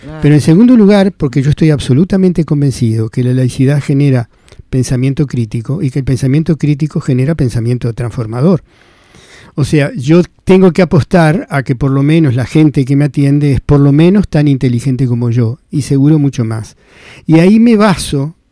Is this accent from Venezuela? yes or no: no; Montevideo, Uruguay; born there; yo soy más rioplatense, porque nací en Montevideo.